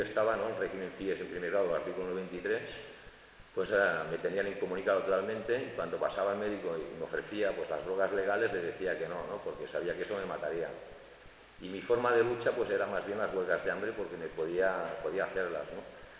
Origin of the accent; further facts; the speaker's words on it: Barcelona, Catalonia, Spain; a lo mejor de estar de Barcelona, como es mi caso, que soy de Barcelona